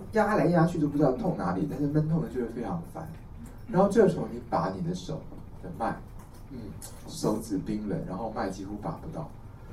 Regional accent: Taiwan; 因为我们台湾人得这个病都几乎都是内有久寒了

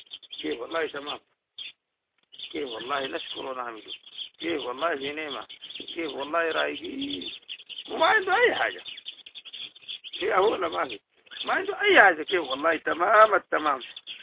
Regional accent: Sudan; دي كلها عندنا لها حاجات كويسة

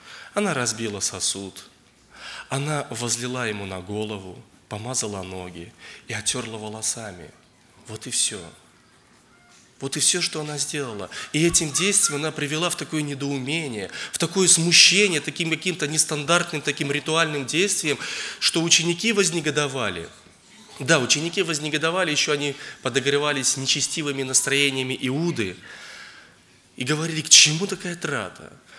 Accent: Zheleznogorsk, Russia; я из Железногорска.

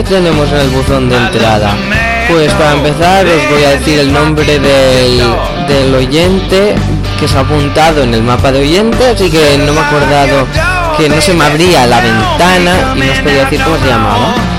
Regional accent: Catalonia, Spain; porque yo, como sabéis, soy de Cataluña y lo estudio en catalán.

